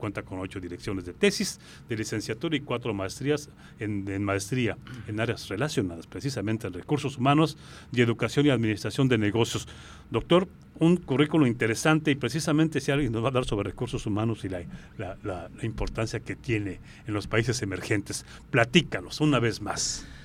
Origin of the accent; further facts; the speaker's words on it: Guanajuato, Mexico; now in Hermosillo, Mexico; es un tradicional evento artístico cultural en Guanajuato, mi pueblo